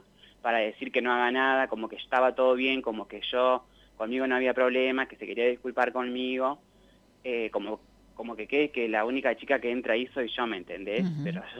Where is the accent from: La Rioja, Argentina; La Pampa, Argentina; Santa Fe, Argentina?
La Pampa, Argentina; Santa Rosa; Sí, yo soy de acá.